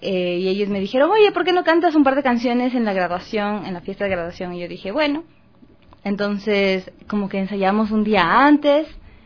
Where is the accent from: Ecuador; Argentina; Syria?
Ecuador; Quito, Pichincha; Ah, yo crecí en Carapungo.